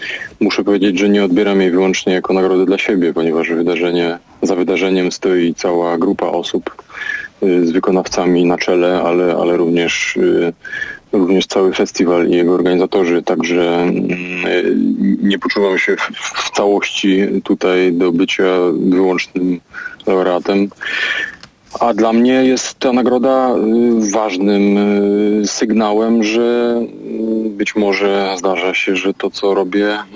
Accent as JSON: {"language": "Polish", "region": "Silesian Voivodeship", "country": "Poland", "tie": "born or raised there", "said": "trudno mnie tak do końca Ślązakiem określić. Natomiast urodziłem się na Śląsku i wychowałem, co na pewno ma jakieś znaczenie w tym, kim jestem, jak widzę świat i też to miejsce."}